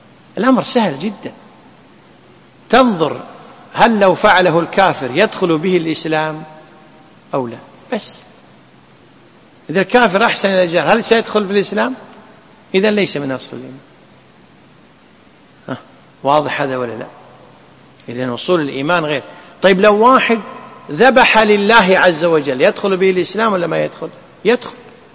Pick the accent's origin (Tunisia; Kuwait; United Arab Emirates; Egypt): Kuwait; اللي تسمى عندنا في الكويت بالعرف كرامته